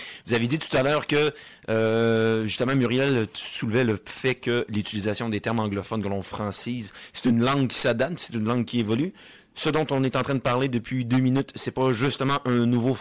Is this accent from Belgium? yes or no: no; Quebec, Canada; Et là, que parce qu'on est Québécois, on nous offre un mot en anglais.